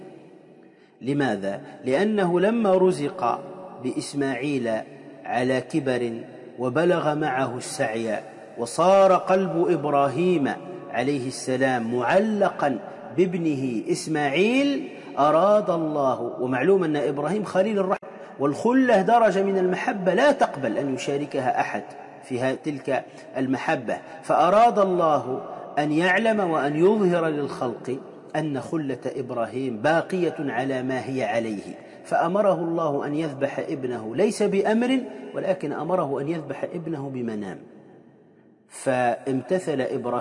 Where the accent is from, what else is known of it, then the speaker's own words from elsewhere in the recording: Tunisia; وإن كان كما يقال عندنا في تونس